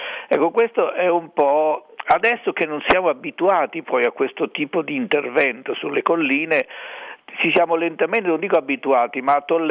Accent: Colle del Tronto, Marche, Italy; born there; Ho visto la collina del mio paese di nascita, che è Colle del Tronto

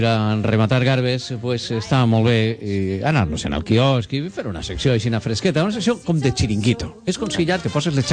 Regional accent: Gandia, Valencian Community, Spain; Soc mega de Gandia, però per estiuar, mira... Tire més a les vores.

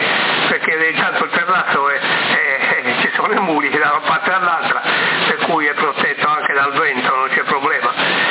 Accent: Sardinia, Italy; Vorrei vedere, non per niente siamo sardi, no?

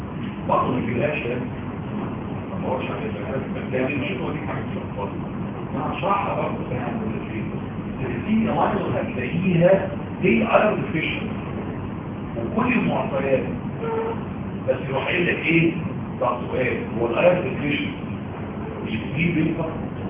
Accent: Egypt; انا راجل مصري

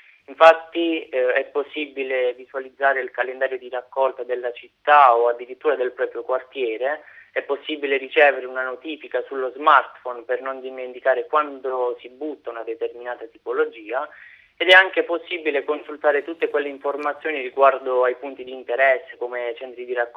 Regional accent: Rotondella, Basilicata, Italy; nel mio paese, Rotondella, in provincia di Matera

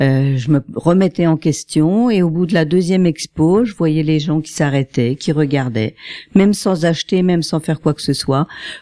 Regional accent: Épinal, Grand Est, France; moi je suis d'Épinal, donc j'ai le tarif des Spinaliens.

